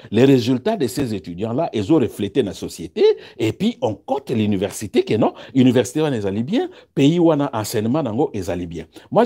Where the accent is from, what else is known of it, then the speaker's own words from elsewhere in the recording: DR Congo; Voilà, parce que je suis congolais, je suis professeur.